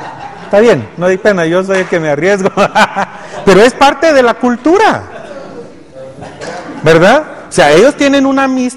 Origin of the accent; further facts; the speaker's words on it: Guatemala; Y cuando no se frustraron con nosotros en algún momento, lo que hicieron fue abandonarnos y decir, es que los guatemaltecos, ¿no? Y desconfiar de nosot